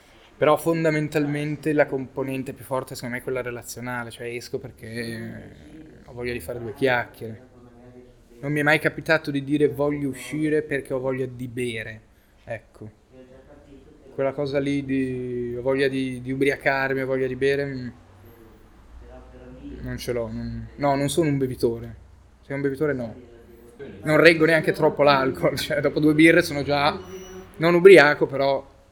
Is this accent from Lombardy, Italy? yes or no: yes; Milan, Lombardy, Italy; Io sono nato a Milano, ho vissuto a Milano.